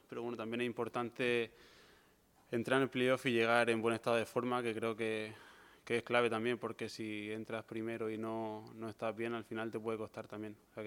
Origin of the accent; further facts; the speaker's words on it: Cartagena, Region of Murcia, Spain; yo soy de Cartagena, vivo cerca, lo puedo seguir.